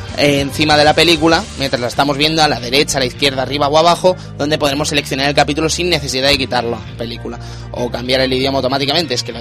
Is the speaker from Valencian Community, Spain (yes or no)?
no; Madrid, Community of Madrid, Spain; No me acuerdo, yo soy de Madrid, chacho.